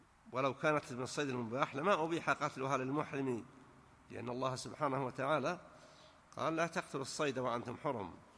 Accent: Najd, Saudi Arabia; لكنه معروف أنه ما يشتهر عندنا في نجد بالخصوص

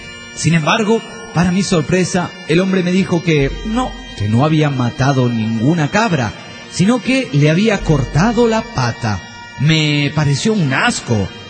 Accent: Villahermosa, Tabasco, Mexico; de Villahermosa, Tabasco, México.

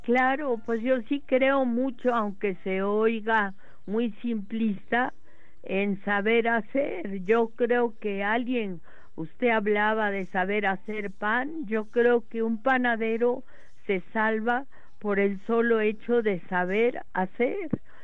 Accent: Mexico; sí creo que los gobiernos que promueven los oficios aquí en mi país, pues serían los que más beneficio le harían a México

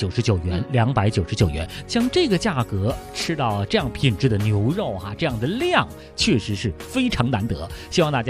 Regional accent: Beijing, China; 说到咱们北京人爱吃鱼

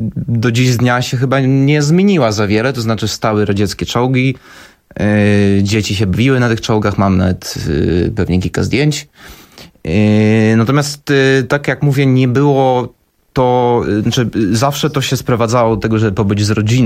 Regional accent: Luhansk Oblast, Ukraine; No ja pochodzę akurat z obwodu ługańskiego.

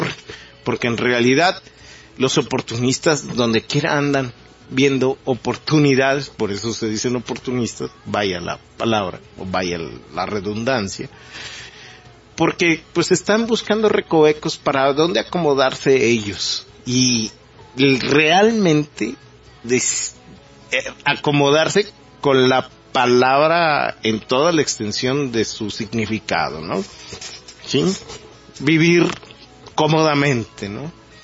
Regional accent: Mexico; como mexicanos, como personas que amamos este país

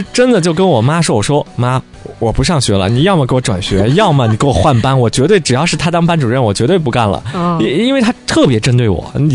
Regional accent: Shandong, China; 我们山东嘛是一个贫困的大省，然后我们那时候很多同学家庭条件真的非常贫困，那我是在市区出生的，然后爸妈又是做生意的

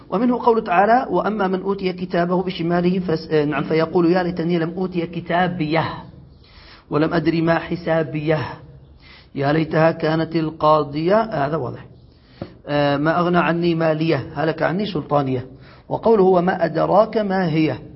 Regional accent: Yemen; هذا موجود عندنا في اليمن في الدارجية.

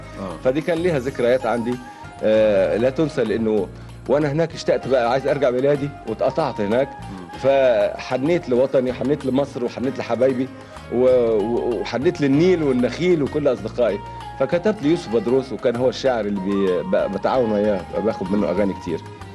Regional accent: Egypt; فاختاروني أنا من مصر عشان أروح زي أمثل مثلا المغنى الشرقية هناك

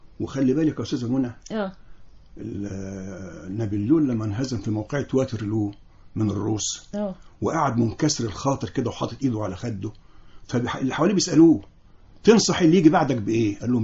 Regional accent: Egypt; كلنا كنا بنخجل من أنفسنا وبنخجل نحن نقول مصريين

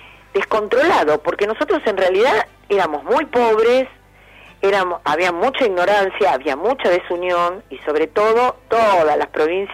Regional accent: Buenos Aires, Argentina; como buena porteña que soy

